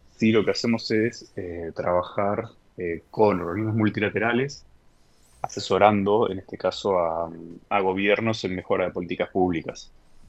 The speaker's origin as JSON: {"language": "Spanish", "country": "Argentina", "said": "y esto siendo argentino también, es que tengo muchísimos compatriotas viviendo allí."}